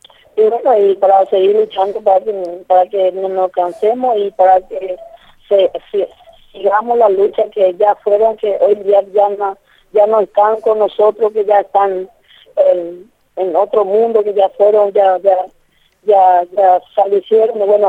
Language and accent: Spanish; Paraguay; Nosotros como paraguayos, como campesinos, somos productores de mandioca, maíz, poroto